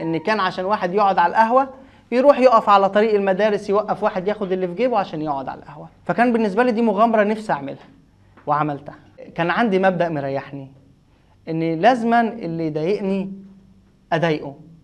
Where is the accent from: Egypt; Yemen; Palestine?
Egypt; Shubra, Cairo Governorate; والناس دي نزلت النادي عندنا في الساحل في شبرا تعمل خناقة معايا